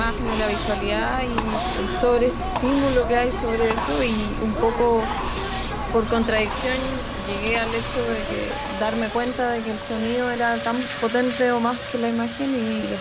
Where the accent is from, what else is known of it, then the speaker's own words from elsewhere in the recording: Chile; soy artista sonora chilena.